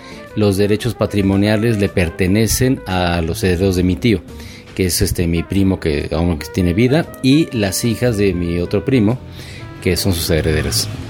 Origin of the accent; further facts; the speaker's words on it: Mexico; como los mexicanos lo somos